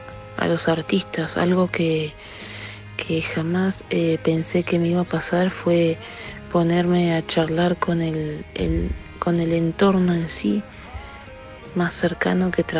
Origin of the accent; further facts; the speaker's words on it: Punta Alta, Buenos Aires Province, Argentina; De Punta Alta, provincia de Buenos Aires.